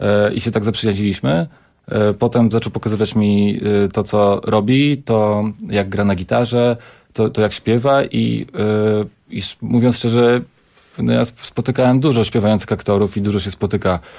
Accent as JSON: {"language": "Polish", "town": "Radom", "region": "Masovian Voivodeship", "country": "Poland", "moved": "yes", "said": "że to jest aż niewiarygodne, że my się nie poznaliśmy w tym Radomiu. Ale widocznie ja za wcześnie wyjechałem, a z Radomia"}